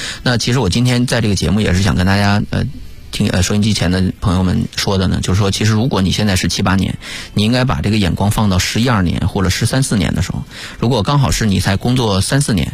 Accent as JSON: {"language": "Chinese", "region": "Northeast China", "country": "China", "said": "我是东北人哈"}